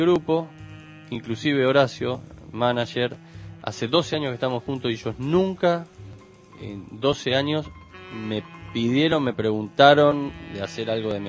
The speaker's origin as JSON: {"language": "Spanish", "region": "Buenos Aires", "country": "Argentina", "said": "nosotros somos todos de Capital"}